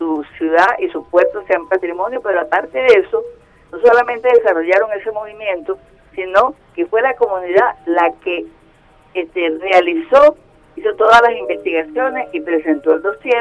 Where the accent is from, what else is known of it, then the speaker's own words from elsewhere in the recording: La Vela, Falcón, Venezuela; Nosotros aquí en La Vela, yo vivo y soy de La Vela, logramos de la comunidad que se aprobara una ordenanza municipal